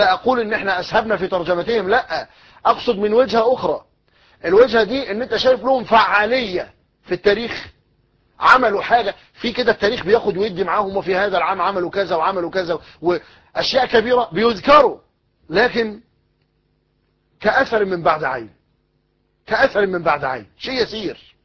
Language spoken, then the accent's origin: Arabic; Egypt; المثل الدارج عندنا في مصر يقول لك غرق في شبر مية